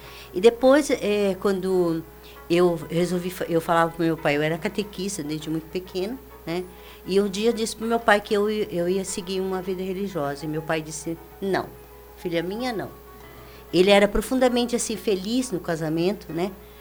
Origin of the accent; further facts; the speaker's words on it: Sertanejo, Paraná, Brazil; eu nasci em Sertanejo, uma cidade do norte do Paraná. É, assim, a maioria das pessoas lá eram japoneses mesmo.